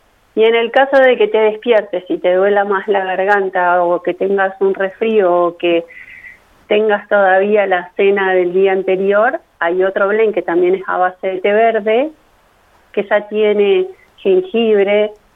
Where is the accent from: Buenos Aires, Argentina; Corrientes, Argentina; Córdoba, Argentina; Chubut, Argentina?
Córdoba, Argentina; Sí, yo soy cordobesa, así que empecé por allá